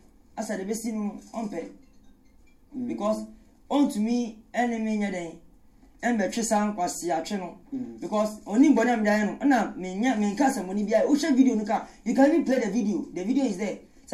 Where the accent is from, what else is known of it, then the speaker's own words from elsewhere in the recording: Ghana; I don't know anything about it, and I'm a Ghanaian.